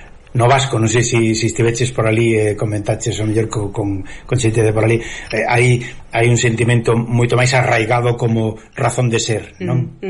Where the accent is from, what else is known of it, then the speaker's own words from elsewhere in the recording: Galicia, Spain; Nós somos galegos exactamente porque sí.